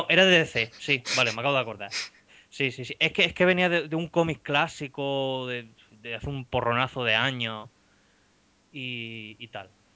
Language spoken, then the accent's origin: Spanish; Spain; que todos los que somos españoles ya sabemos de qué va la cosa